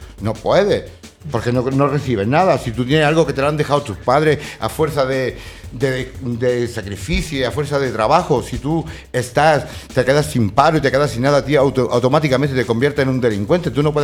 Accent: Spain; Porque nosotros somos españoles.

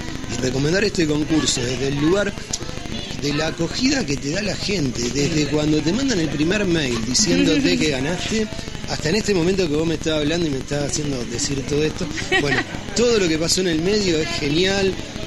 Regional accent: Rosario, Santa Fe, Argentina; yo vengo de Rosario.

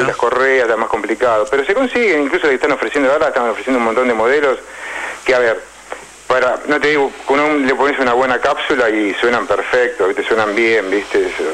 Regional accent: Argentina; como argentino, yo me incluyo, porque soy argentino

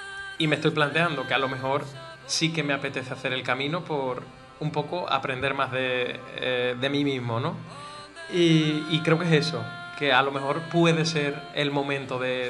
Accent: Andalusia, Spain; como buen andaluz, había exagerado.

